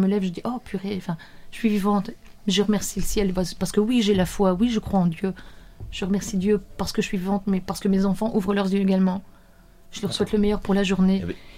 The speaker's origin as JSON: {"language": "French", "town": "Mouscron", "region": "Wallonia", "country": "Belgium", "said": "Je suis de Moucron."}